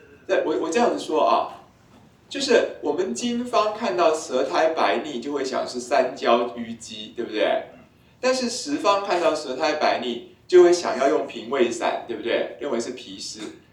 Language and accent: Chinese; Taiwan; 还有一个地方就是我们台湾人最常有的湿气卡关